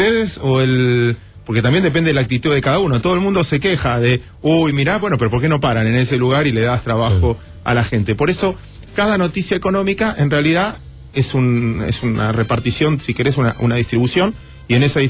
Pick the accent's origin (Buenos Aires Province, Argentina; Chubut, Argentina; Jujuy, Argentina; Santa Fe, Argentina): Buenos Aires Province, Argentina; Mar del Plata; Yo soy de Mar del Plata, yo soy marplatense.